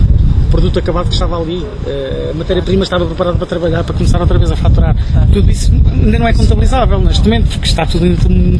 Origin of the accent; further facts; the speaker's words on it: Oliveira do Hospital, Coimbra, Portugal; porque eu nasci em Oliveira do Hospital, sou da Oliveira do Hospital, e costumo dizer que eu vivo atrás das pedras.